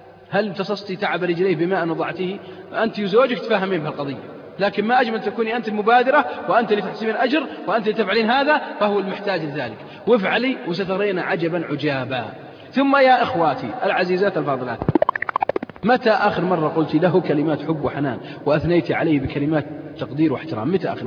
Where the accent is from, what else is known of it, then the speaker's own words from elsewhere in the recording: Saudi Arabia; ليس في بلادنا السعودية